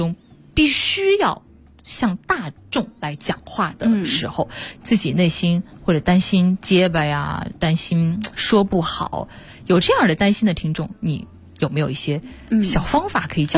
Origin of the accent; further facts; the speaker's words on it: Wuhan, Hubei, China; 嗯，我们武汉人是呢了不分。